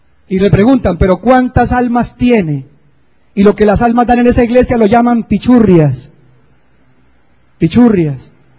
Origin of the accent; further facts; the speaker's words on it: Sogamoso, Boyacá, Colombia; born there; yo entré una vez a la catedral allá en Sogamoso, donde yo nací